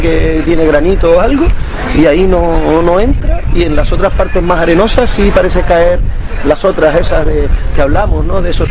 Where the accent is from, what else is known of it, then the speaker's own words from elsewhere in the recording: Canary Islands, Spain; soy canario porque hablo así, fundamentalmente porque hablo así